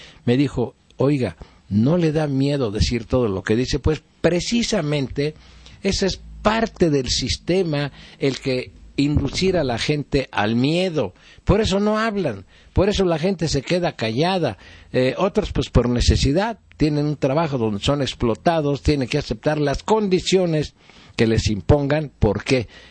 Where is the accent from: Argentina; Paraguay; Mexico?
Mexico; como mexicano debo de hacer mi aportación